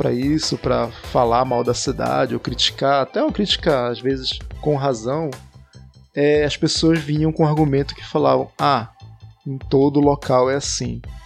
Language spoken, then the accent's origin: Portuguese; Manaus, Amazonas, Brazil; Pra quem não sabe, eu sou lá de Manaus, capital do norte do Amazonas